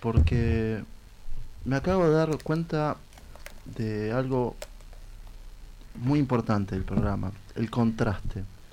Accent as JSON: {"language": "Spanish", "region": "Buenos Aires", "country": "Argentina", "said": "Somos del barrio de La Boca, un barrio de carnaval."}